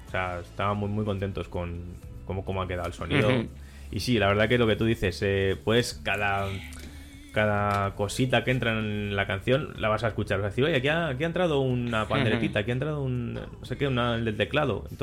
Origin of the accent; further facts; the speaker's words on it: Madrid, Community of Madrid, Spain; Yo es que soy de Madrid, pero como si no fuera.